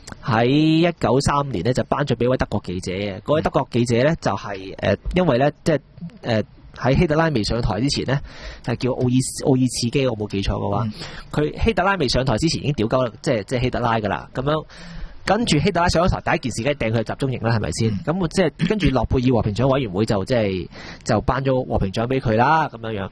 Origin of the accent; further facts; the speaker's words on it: Hong Kong; 我哋香港人唔使咁妄自菲薄